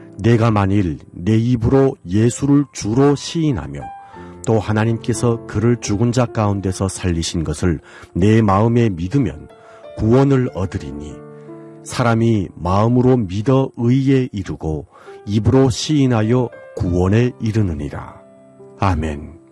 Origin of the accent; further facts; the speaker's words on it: North Korea; now in Seoul, South Korea; 여기는 대한민국 서울입니다.